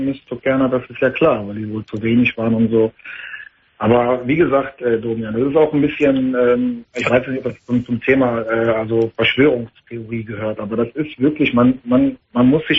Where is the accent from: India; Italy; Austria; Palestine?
Palestine; Ich meine, ich bin Palästinenser.